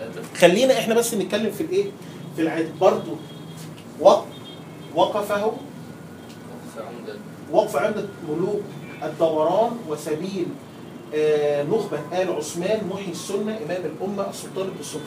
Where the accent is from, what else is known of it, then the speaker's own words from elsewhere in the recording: Egypt; عندنا في مصر